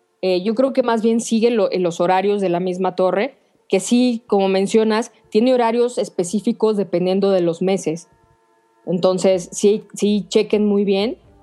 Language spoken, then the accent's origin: Spanish; Mexico; nosotros como mexicanos somos bastante impuntuales